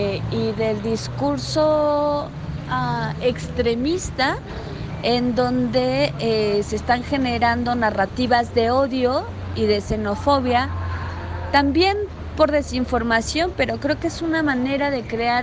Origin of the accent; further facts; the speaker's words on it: Mexico; soy de México